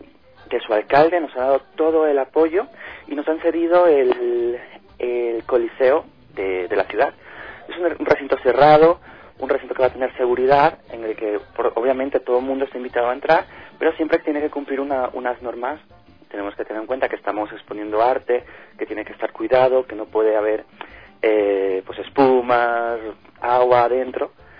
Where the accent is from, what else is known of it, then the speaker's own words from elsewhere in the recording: Ecuador; also born or lived in Spain; Yo he vivido casi toda mi vida fuera, pues más con España, pero soy ecuatoriano, amo mi país y hemos estado luchando por extender nuestra cultura allí. Y ahora hemos vuelto, junto con mi familia, hace muy poquitos meses